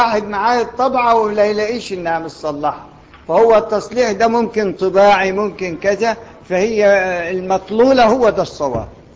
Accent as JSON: {"language": "Arabic", "country": "Egypt", "said": "احنا ناس مصريين ما بيقروش ورش الا للتعلم"}